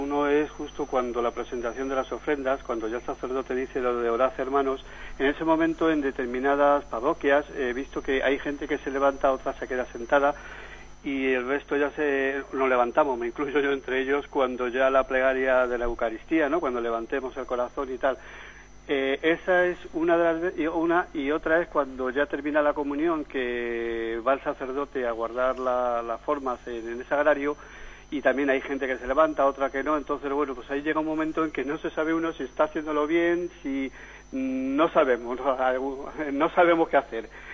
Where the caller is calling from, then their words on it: Madrid, Community of Madrid, Spain; de Madrid.